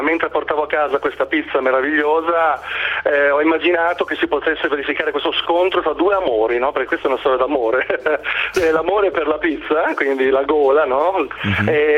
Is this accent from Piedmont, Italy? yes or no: no; Carpi, Emilia-Romagna, Italy; Sono di Carpi, okay, della bassa modenese